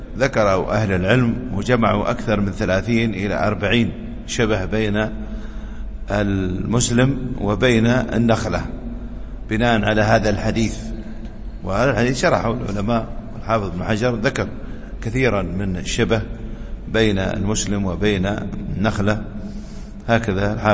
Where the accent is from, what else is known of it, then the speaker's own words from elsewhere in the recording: United Arab Emirates; عندنا في الإمارات يسمونه حيب